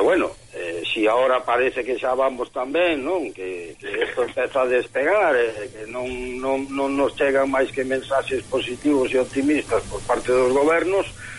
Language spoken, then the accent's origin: Galician; Galicia, Spain; Para nós sempre foi, para os galegos, algo moi íntimo